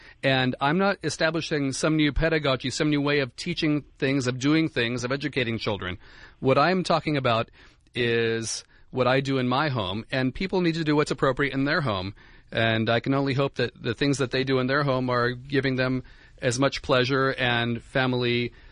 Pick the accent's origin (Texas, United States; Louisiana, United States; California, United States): California, United States; Santa Monica; I grew up in Santa Monica and went to Santa Monica Elementary.